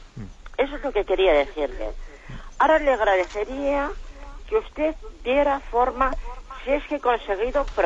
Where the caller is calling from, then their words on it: Bilbao, Basque Country, Spain; de Bilbao.